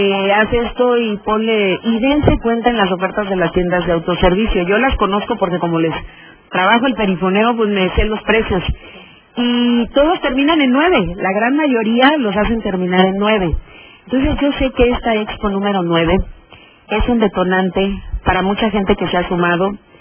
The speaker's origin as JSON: {"language": "Spanish", "region": "Veracruz", "country": "Mexico", "said": "soy doblemente orgullosa, una porque soy mexicana y dos porque soy veracruzana."}